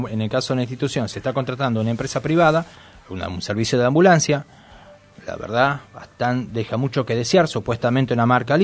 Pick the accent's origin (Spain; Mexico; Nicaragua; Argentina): Argentina; Tucumán; now in Moreno, Argentina; Yo que vengo de Tucumán, estamos hablando de la provincia.